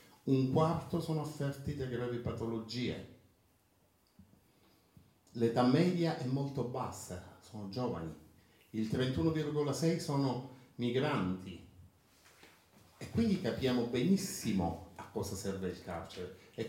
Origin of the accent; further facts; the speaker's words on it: Palermo, Sicily, Italy; Io, per dire, vengo da Palermo, non vado più nel centro storico